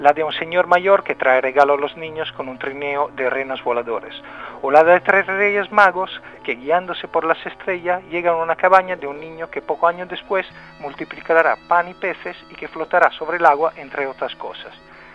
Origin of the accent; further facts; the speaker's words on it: Rimini, Emilia-Romagna, Italy; En Rimini, mi ciudad natal.